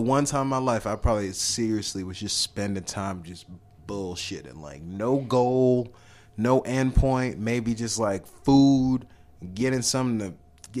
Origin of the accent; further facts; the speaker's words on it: Nigeria; Like growing up, my mom, we blasted … I'm Nigerian.